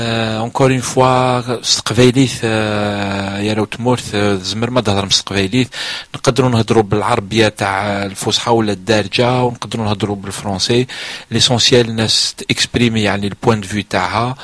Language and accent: French; Algeria; Nous on est loin, on est des Algériens, et on a aussi nos problèmes.